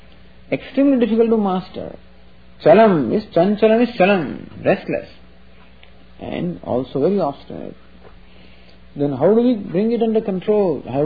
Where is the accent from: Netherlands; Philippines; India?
India; Mumbai, Maharashtra; English is a second language; I came from India, from Bombay, I got down to New York, and this boy had come to pick me up.